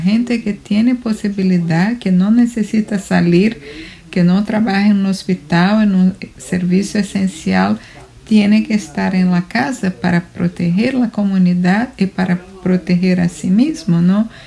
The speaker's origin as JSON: {"language": "Spanish", "country": "Brazil", "second_language": "Spanish", "lives_now": "New York, United States", "said": "Yo soy brasileña y vivo en Queens, en Nueva York."}